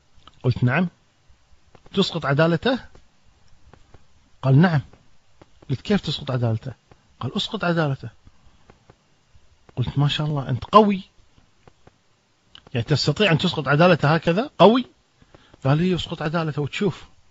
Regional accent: Kuwait; في شارع عمان عندنا في الكويت

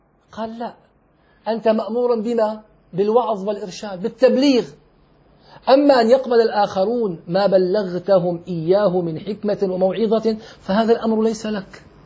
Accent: Syria; فلما توفي المفتي العام عندنا في سوريا

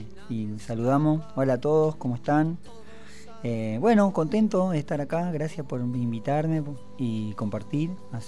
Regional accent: Comodoro Rivadavia, Chubut, Argentina; also born or lived in Hurlingham; nací en Hurlingham. Nos mudamos en el 84 con mi familia a Comodoro Rivadavia. Por cuestiones petroleras, ¿no? Por trabajo. Y me crío en Rivadavia, Francia, para quienes conocen allá, apenas cuando va subiendo la loma

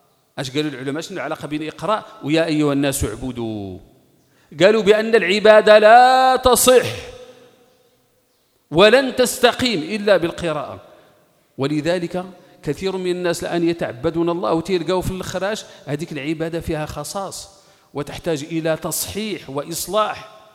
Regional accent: Morocco; والعلقة معروفة عندنا احنا المغاربة باش تنقولها

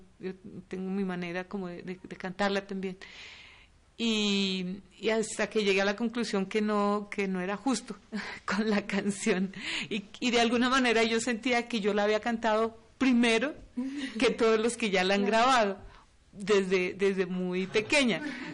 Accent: Los Llanos, Colombia; yo soy de Los Llanos y yo crecí escuchando música, sobre todo de Venezuela y cosas de Venezuela. Con Los Llanos compartimos la misma música.

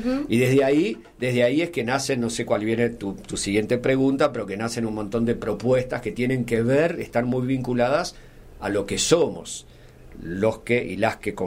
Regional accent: Villa de las Rosas, Córdoba, Argentina; en las chacras de donde soy, de Villa de las Rosas

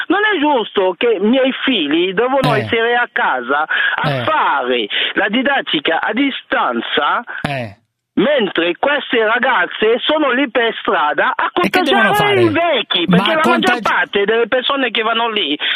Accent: Côte d’Ivoire; Ma io sono originario della Costa d'Avorio.

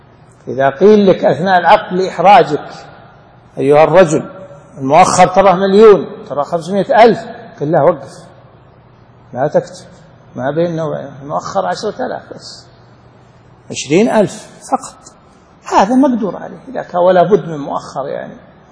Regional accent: Saudi Arabia; طبعا عندنا في السعودية مثل عن غيرنا

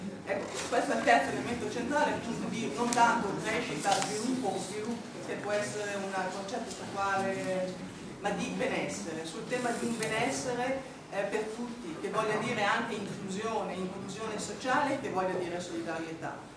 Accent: Como, Lombardy, Italy; Io dico questa cosa essendo comasca da sempre, lavorando da più di 20 anni a Milano

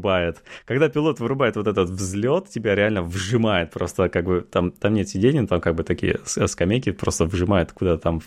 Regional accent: Russia; moved away; я перестал говорить, что я из России

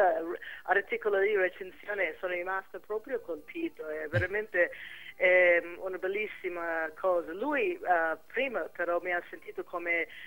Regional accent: California, United States; also born or lived in New York; io sì, vengo da California, ma in America ho vissuto tantissimi anni a New York, che proprio dall'altra parte.

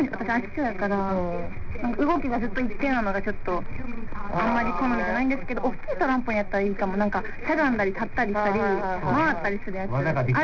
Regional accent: Osaka, Japan; 大阪、地元大阪なんですけど、はいはい、大阪に帰りたいってめっちゃ思って

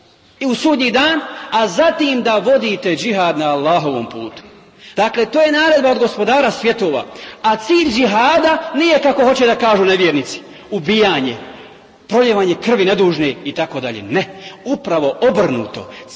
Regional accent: Bosnia & Herzegovina; kao što je danas situacija kod nas u Bosni

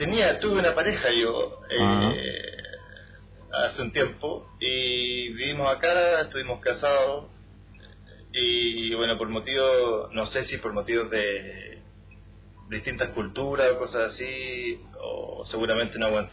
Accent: Chile; moved away as an adult; now in Taiwan; Yo antes era de Chile y, bueno, me gusta mucho mi país

